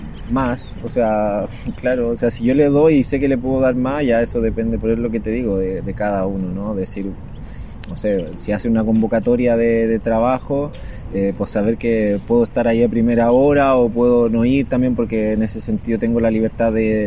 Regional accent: Chile; Vengo de Chile, tengo toda mi familia allá.

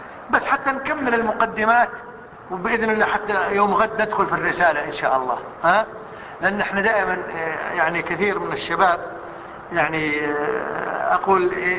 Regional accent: Kuwait; حتى عندنا في الكويت

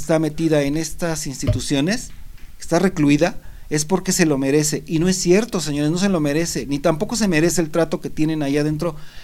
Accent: Mexico; como sociedad mexicana nos estaríamos pudriendo

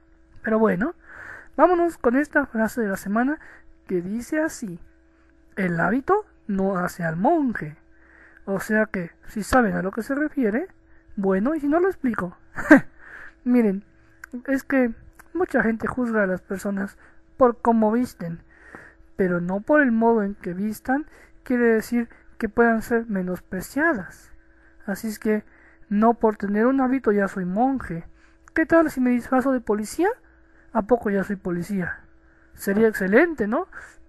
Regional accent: Mexico; de México, el cóndor de Latinoamérica

